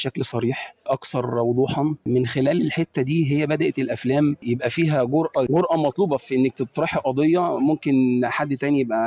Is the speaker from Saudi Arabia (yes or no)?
no; Egypt; وإحنا عندنا في مصر في قضايا كتير جدا اتطرحت من خلال السينما